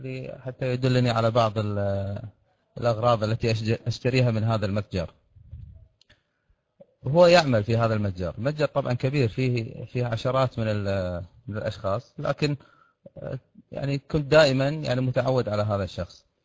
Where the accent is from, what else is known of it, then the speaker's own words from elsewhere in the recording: Kuwait; هناك متجر كبير عندنا في الكويت.